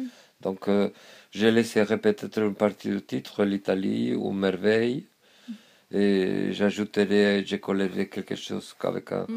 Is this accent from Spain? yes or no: yes; Spain; c'était ma propre gitanité en tant qu'espagnol, ma propre judaïté en tant qu'espagnol.